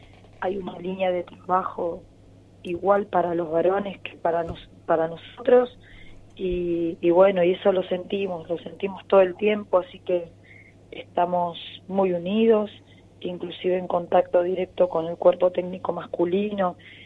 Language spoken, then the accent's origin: Spanish; Argentina; nosotros, como bien argentino, vamos a ir a jugar el partido